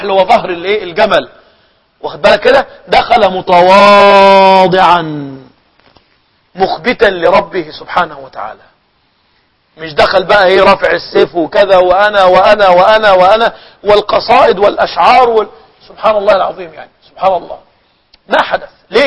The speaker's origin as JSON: {"language": "Arabic", "country": "Egypt", "said": "كان عندنا في مصر يعني بيحصل ايه"}